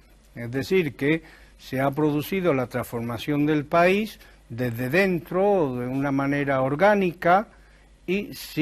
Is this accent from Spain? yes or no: yes; Granada, Andalusia, Spain; born or raised there